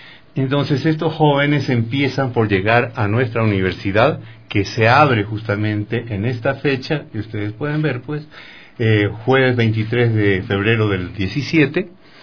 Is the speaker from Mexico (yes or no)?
no; Chile; now in Ecuador; a mí me aceptaron siendo chileno, ¿no?